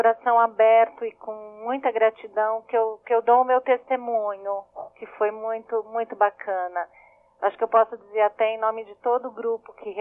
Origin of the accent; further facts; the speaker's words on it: Mogi das Cruzes, São Paulo, Brazil; Eu sou de Mogi.